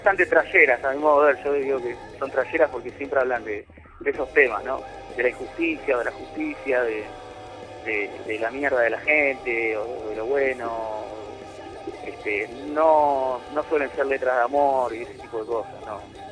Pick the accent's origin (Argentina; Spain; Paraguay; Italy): Argentina; Buenos Aires; Nosotros somos argentinos, vivimos en Buenos Aires y nos toca vivir las cosas que nos tocan vivir